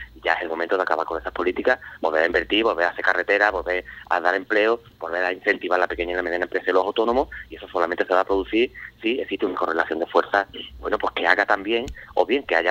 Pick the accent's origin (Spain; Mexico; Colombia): Spain; Medina-Sidonia, Andalusia; Yo soy de Medina, ¿no?, que es una comarca cercana, en la Janda